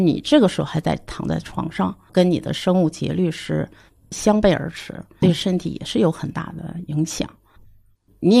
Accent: China; 但是不符合我们中国人的体质

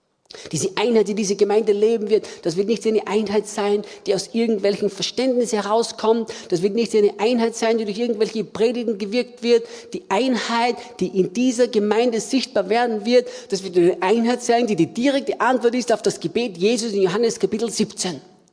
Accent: Austria; Und ich sagte zu ihm, ich bin Österreicher.

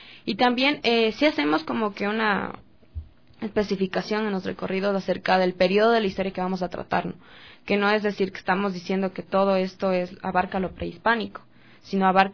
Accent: Quito, Pichincha, Ecuador; nosotros como estudiantes, ex estudiantes y también como ciudadanos quiteños nos damos cuenta

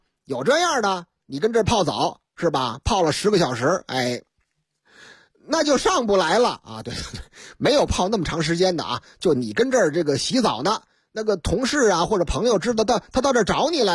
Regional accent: Northeast China, China; 可不就是我老家的事儿吗？东北嘛，东北人就好泡个澡。

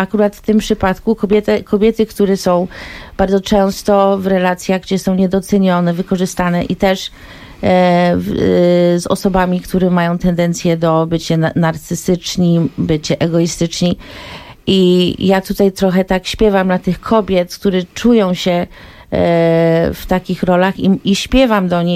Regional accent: United States; Jestem Polką Amerykanką, wychowałam się w Stanach i te dwa języki mam w palcu od urodzenia.

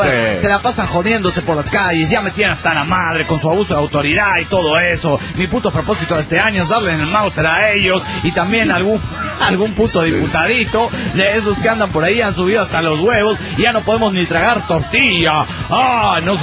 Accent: Veracruz, Mexico; Sí, yo soy de Veracruz, mera.

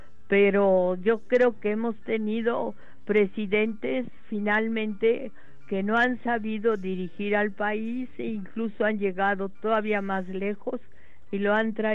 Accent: Mexico; sí creo que los gobiernos que promueven los oficios aquí en mi país, pues serían los que más beneficio le harían a México

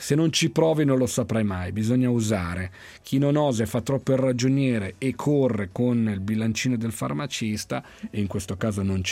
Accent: Milan, Lombardy, Italy; da milanese

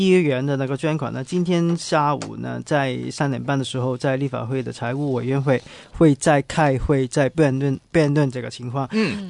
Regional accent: Hong Kong; 其实作为一个港人呢

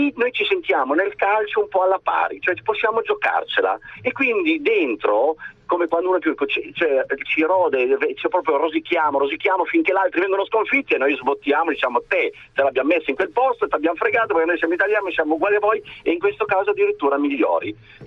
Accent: Piedmont, Italy; Io sono piemontese

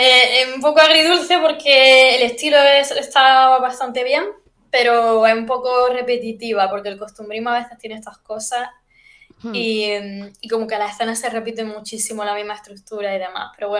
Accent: Jaén, Andalusia, Spain; Luego nos metimos a hacer un festival de literatura al año en Jaén, que es de donde yo soy.

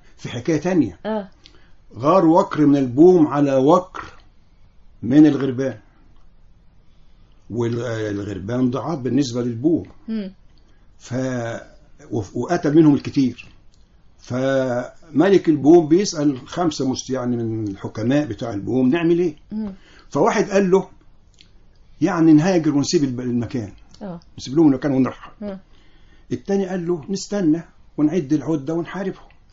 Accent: Egypt; كلنا كنا بنخجل من أنفسنا وبنخجل نحن نقول مصريين

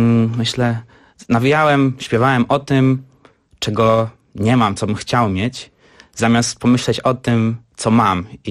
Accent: Gdańsk, Pomeranian Voivodeship, Poland; moved away as an adult; also born or lived in Frankfurt am Main; now in Berlin, Germany; urodziłem się we Frankfurcie nad Menem. Aha. Mieszkałem tam przez 6 lat, potem się wyprowadziłem z moją rodzinką do Gdańska i tam całe swoje życie spędziłem, do szkoły chodziłem i w Berlinie mieszkam od września zeszłego roku

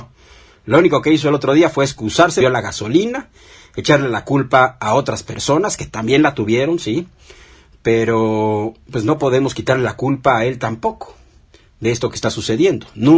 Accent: Mexico; lo que debemos temer todos nosotros como mexicanos

